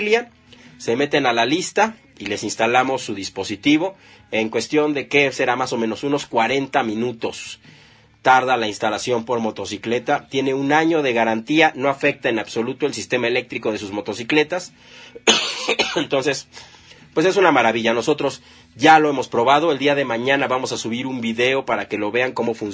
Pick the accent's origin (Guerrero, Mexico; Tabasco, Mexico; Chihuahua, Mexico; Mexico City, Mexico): Mexico City, Mexico; muchos bikers también somos de la Ciudad de México y luego nos vamos a rodar a otro estado.